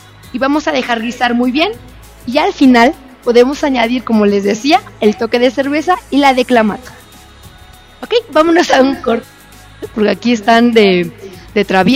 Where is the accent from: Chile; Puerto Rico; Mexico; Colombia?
Mexico; Por volver a adquirir nuestra identidad como mexicanos.